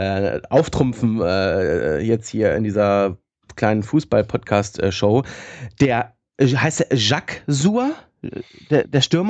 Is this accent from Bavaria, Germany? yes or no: no; Hanover, Lower Saxony, Germany; born there; Also ich als geborener Hannoveraner muss sagen, Hamburg ist dann doch noch schöner.